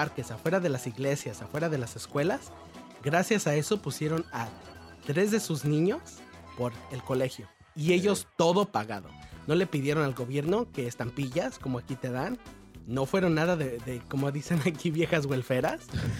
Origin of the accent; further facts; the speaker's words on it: Xochimilco, Mexico City, Mexico; Soy de Nativitas, de un pueblito chiquito de Nativitas que todavía me encanta porque tiene tiene su cultura vieja todavía.